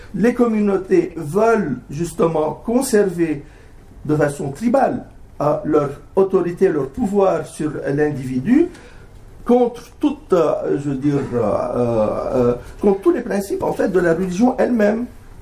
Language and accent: French; Lebanon; en tant que Libanais, j'ai pas vraiment senti la douceur de ce printemps depuis que je suis né, d'ailleurs.